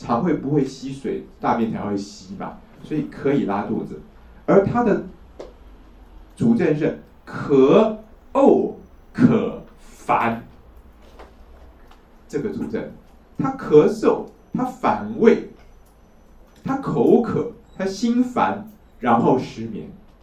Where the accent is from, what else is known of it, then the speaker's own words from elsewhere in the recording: China; 但这也是我们中国人的一种迷信啊